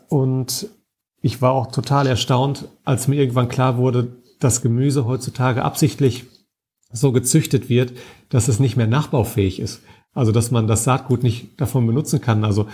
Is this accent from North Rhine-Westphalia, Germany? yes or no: yes; Dortmund, North Rhine-Westphalia, Germany; Ich komme ja aus Dortmund, ich bin auch ein absolutes Stadtkind.